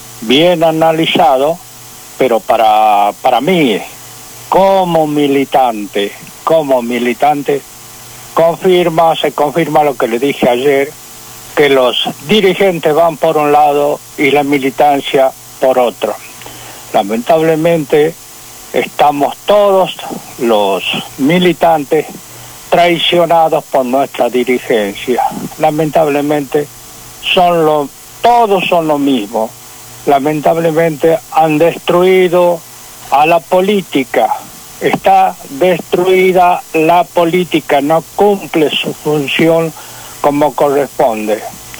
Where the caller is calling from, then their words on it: Rafael Castillo, Buenos Aires Province, Argentina; de Rafael Castillo.